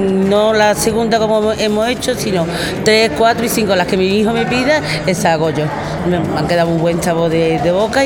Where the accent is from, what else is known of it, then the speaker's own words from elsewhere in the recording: Andalusia, Spain; born there; cuando viene de mi tierra y me reconocen en la tierra que yo he nacido, y los andaluces